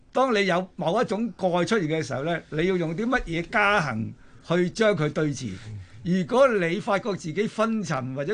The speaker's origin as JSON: {"language": "Cantonese", "country": "China", "said": "咁我哋中國人好特別，我哋中國人咧就好喜好涅槃思想同佛性思想嘅。"}